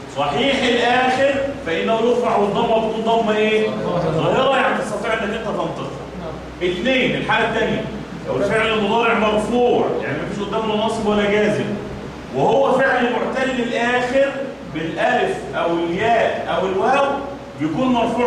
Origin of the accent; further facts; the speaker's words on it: Egypt; وكنا بنقول المثال عندنا كمصريين